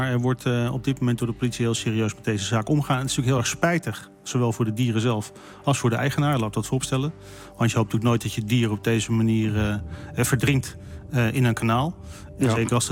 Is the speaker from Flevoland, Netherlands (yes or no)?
yes; Lelystad, Flevoland, Netherlands; born there; Ik ben geboren in de Zuid-Kennemerpolders.